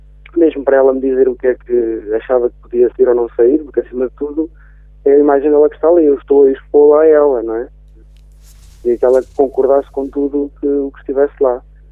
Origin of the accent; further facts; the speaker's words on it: Travanca de Lagos, Coimbra, Portugal; ao fim de semana consigo ir para Oliveira, a Travanca de Lagos mais concretamente, que é a minha aldeia